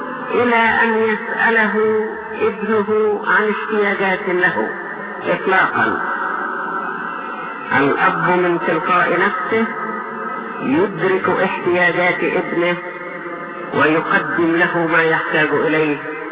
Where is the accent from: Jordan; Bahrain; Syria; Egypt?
Egypt; يكفي ان بلادنا مصر اعطاها الله من القدرات العجيبة